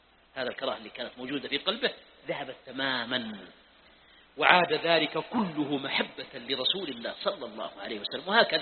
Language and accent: Arabic; Mecca, Makkah Province, Saudi Arabia; ها يا أهل مكة. طيب، لا يزعلون عليها مكة، ونحن من أهل مكة.